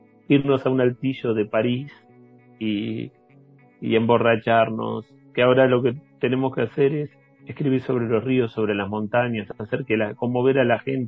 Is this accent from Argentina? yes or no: yes; Quilmes, Buenos Aires Province, Argentina; born there; esta ciudad donde yo nací. Entonces nací en 1976 en una ciudad que tiene el nombre de indígenas que fueron confinados.